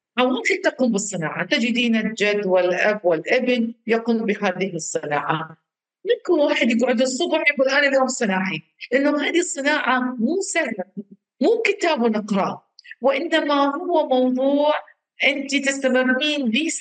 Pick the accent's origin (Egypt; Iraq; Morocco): Iraq; يعني الوقود كلش مهم عندنا بالعراق